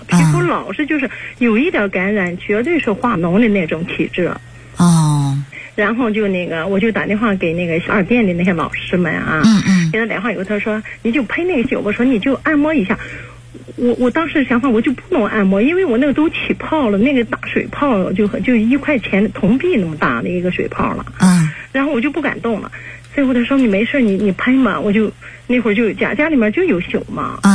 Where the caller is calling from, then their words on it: Qingdao, Shandong, China; 哎，今年56岁。